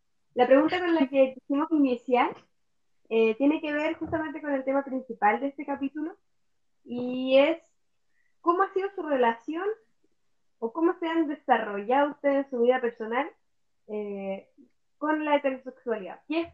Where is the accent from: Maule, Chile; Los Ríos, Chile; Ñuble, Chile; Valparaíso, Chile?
Valparaíso, Chile; also born or lived in Punta Arenas; now in Puerto Montt, Chile; Soy nacida en Punta Arenas, buena vida en Valparaíso y ahora aquí en Puerto Montt.